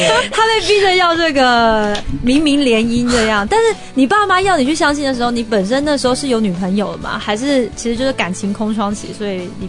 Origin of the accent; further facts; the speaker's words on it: Taiwan; 然后一听到我是台湾人